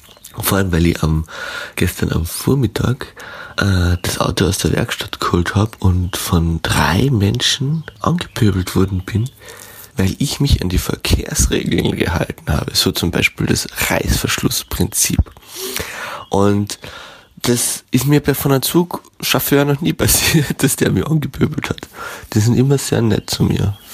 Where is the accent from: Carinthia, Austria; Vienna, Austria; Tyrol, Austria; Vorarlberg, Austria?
Carinthia, Austria; war ich in Kärnten, wo ich geboren wurde, wo ich aufgewachsen bin.